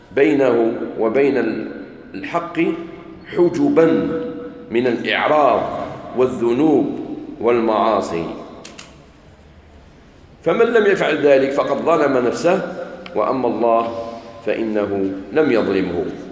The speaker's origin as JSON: {"language": "Arabic", "country": "Algeria", "said": "احنا عندنا في الجزائر الحمد لله من البكري جدودنا"}